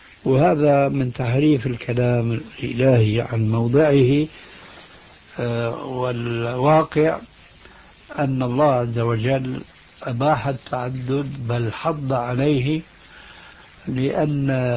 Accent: Syria; ولذلك لما انسحب الفرنسيون من بلادكم الجزائر أو من بلادنا سوريا

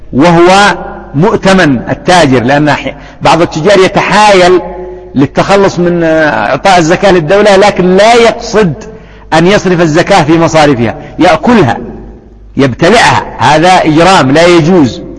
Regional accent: Yemen; لكن ما كان النظام عندنا في اليمن بالنسبة علماني بحت في بعض الأنظمة

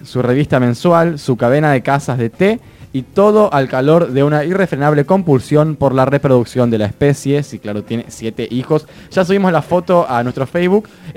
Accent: La Plata, Buenos Aires Province, Argentina; born there; Yo nací en la ciudad de La Plata.

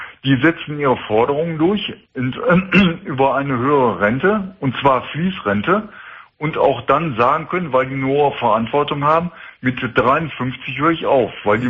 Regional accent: Essen, North Rhine-Westphalia, Germany; ich komme aus der Stadt Essen.

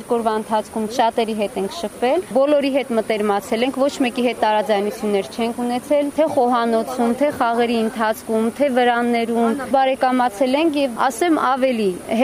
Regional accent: Jermuk, Vayots Dzor, Armenia; շատ սիրում ենք մեր գյուղը, որտեղ որ հիմա ապրում ենք, չնայած մենք եկել ենք Ջերմուկից

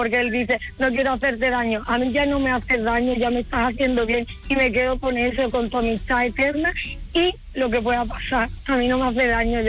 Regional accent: Cádiz, Andalusia, Spain; Es que soy muy lanzada, ¿sabes? Como buena gaditana vamos a por todas.

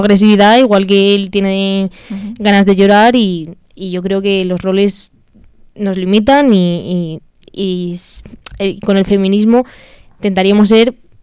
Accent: Madrid, Community of Madrid, Spain; Bueno, yo soy de Carabanchel Bajo, prácticamente de Usera, pero vamos, la zona al final no cambia tanto.

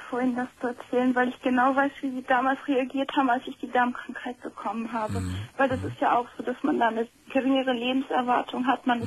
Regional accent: Bavaria, Germany; now in Northern Germany; wir sind vor 97 sind wir von Bayern nach Norddeutschland gezogen. Das war schon mal ein sehr großes Einschnittserlebnis.

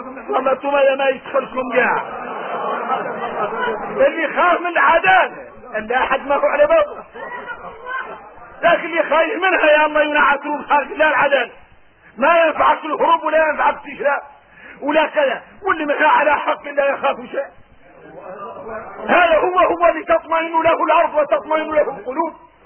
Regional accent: Mauritania; احنا موريتاني تعودنا من الليل والسنين

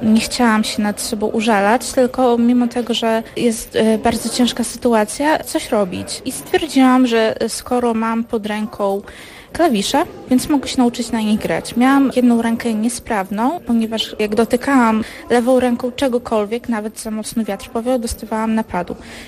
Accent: Hajnówka, Podlaskie Voivodeship, Poland; jestem z Hajnówki.

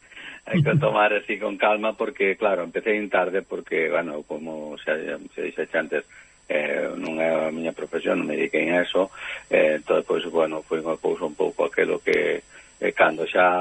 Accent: Courel, Galicia, Spain; Eu son do Courel.

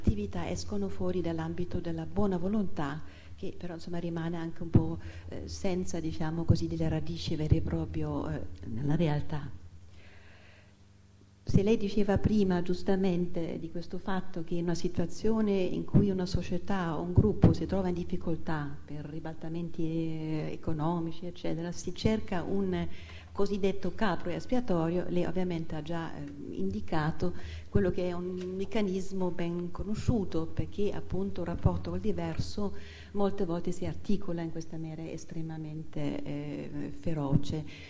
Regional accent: Germany; io che sono tedesca, anche la nazionalità tedesca

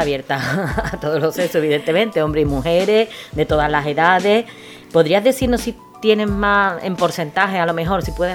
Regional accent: Gelves, Andalusia, Spain; yo soy muy de Gelbes, a mí me gusta publicitar y dar a gente, a las personas que le gustan invertir en nuestro pueblo

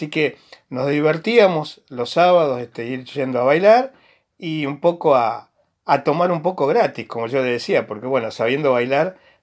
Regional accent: Huinca Renancó, Córdoba, Argentina; cuando yo tenía 16, 17 años en la ciudad de Huincarnancó, mi ciudad natal en Córdoba.

